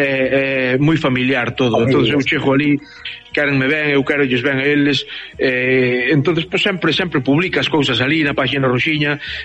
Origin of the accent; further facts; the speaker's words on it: Mazaricos, Galicia, Spain; eu son de Pino de Val, unha aldea de Mazaricos, do concello de Mazaricos.